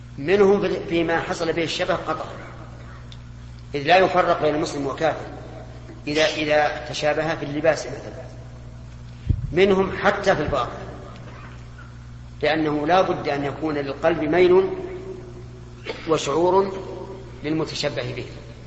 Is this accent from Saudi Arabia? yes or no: yes; Saudi Arabia; انا في ظني الان حتى عندنا في السعوديه غالب المشايخ قبل زمن غير بعيد